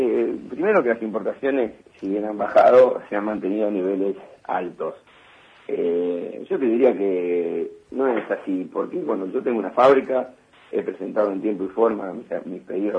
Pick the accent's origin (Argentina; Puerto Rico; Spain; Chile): Argentina; vos viste cómo somos los argentinos.